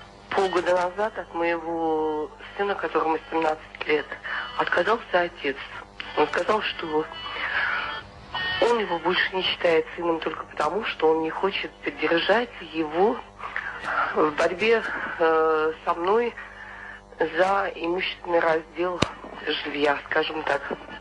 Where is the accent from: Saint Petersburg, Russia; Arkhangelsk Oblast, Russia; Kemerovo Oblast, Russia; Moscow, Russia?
Kemerovo Oblast, Russia; Kemerovo; Я из Кемерово.